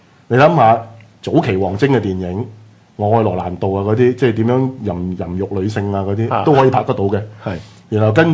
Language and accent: Cantonese; Hong Kong; 見到我係香港人啊